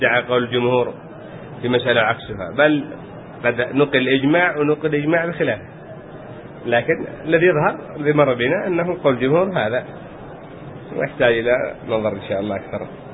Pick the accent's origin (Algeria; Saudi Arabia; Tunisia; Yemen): Yemen; عندنا في اليمن يعني حال الناس قبل كانوا يختنون بعد ما يكبر